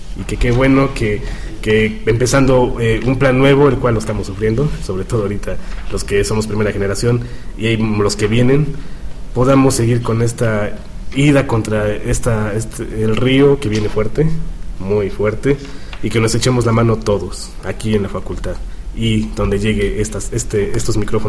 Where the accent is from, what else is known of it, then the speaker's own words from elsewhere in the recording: Puebla, Mexico; En mi caso, pues que soy aquí de Puebla.